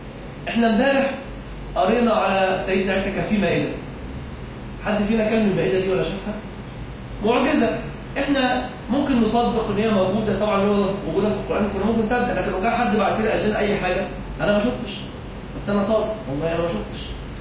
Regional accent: Egypt; اللجنة اللي هي المؤسسة العشرة الإسلامية عندنا في مصر

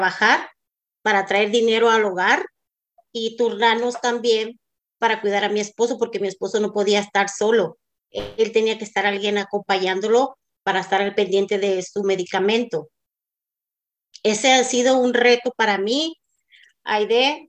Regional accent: Mexico; now in Santa Ana, United States; soy mexicana, soy casada, tengo 3 hijos, vivo en la ciudad de Santa Ana, condado de Orange, estado de California.

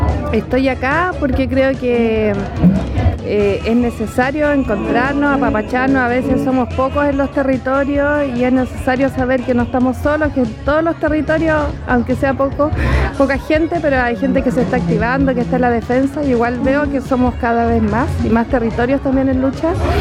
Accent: Melipeuco, Araucanía, Chile; vengo de Melipeuco, en la región de la Araucanía, hacia la cordillera, cerca del Parque Nacional Conquiquío.

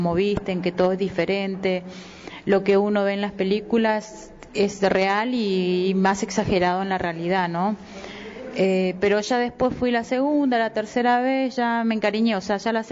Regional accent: northern Argentina, Argentina; Cuando niña bailé samba brasilera, bailaba en los carnavales en mi provincia. Yo soy del norte de Argentina.

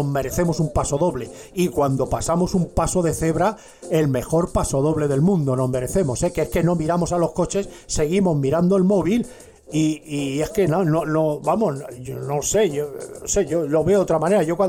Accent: Madrid, Community of Madrid, Spain; born there; Vamos, yo no soy del norte, yo nací en Madrid.

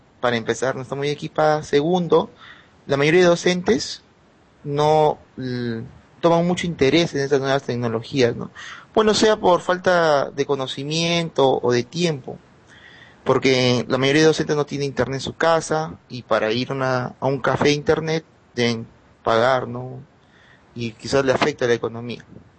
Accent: Trujillo, La Libertad, Peru; soy de Trujillo, Perú. Bueno, es un distrito, ¿no? La región se llama La Libertad

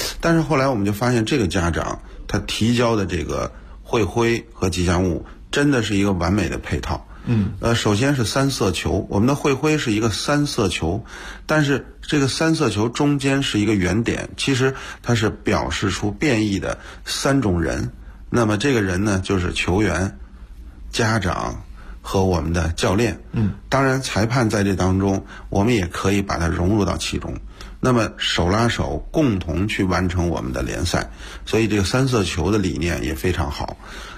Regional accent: Beijing, China; 也是一个一直在北京土生土长的这个踢球长大的这么一个北京人，后来做教练。

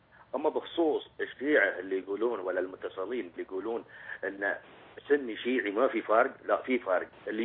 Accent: Bahrain; واللي تحتون عندنا في البحرين ان ما في شغل يا شيخ

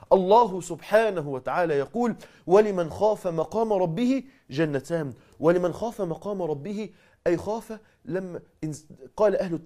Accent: Mansoura, Dakahlia, Egypt; حادثة حصلت عندنا في المنصورة

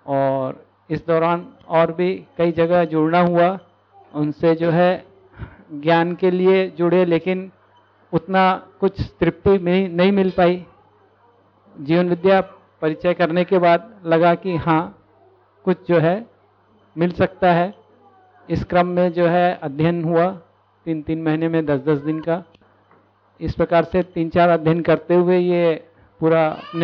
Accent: Chhattisgarh, India; moved away as an adult; यहाँ हम जो है छत्तीसगढ़ से आए, विद्या से साथ साथ ही जुड़े थे श्रीमती जी और मैं, और यहाँ पर जून 2017 में आए हैं।

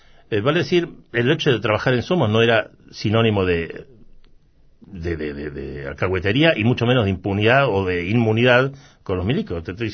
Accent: Córdoba, Argentina; moved away as an adult; also born or lived in London; now in Buenos Aires, Argentina; porque me fui de Córdoba a Londres a estudiar, cuando vuelvo me quedo en Buenos Aires.

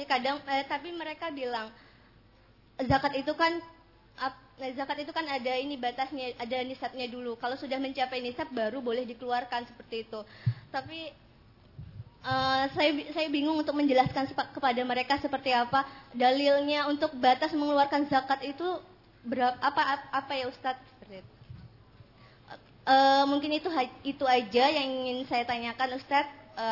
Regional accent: Jambi, Indonesia; Ustaz, saya dari Jambi.

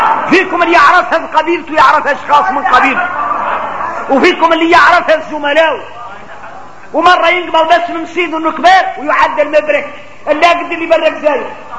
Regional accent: Mauritania; نحن موريتاني

